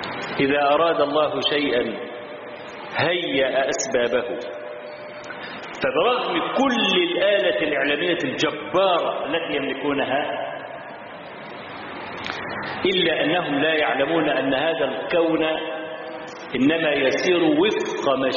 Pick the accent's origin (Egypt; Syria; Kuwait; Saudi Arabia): Egypt; هو موجود عندنا في مصر لحد النهارده